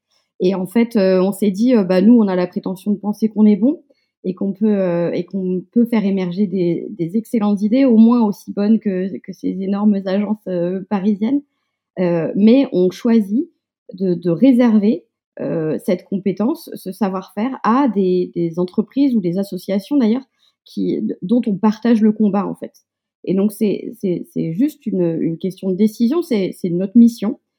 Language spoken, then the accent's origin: French; Le Mans, Pays de la Loire, France; Je suis du Mans